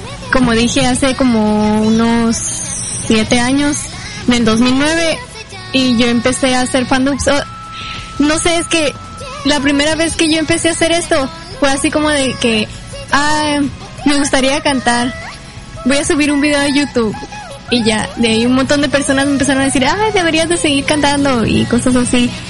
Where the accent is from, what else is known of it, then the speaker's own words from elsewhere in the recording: Ciudad Obregón, Sonora, Mexico; tengo 21 años, soy de Ciudad Obregón, Sonora, soy de México.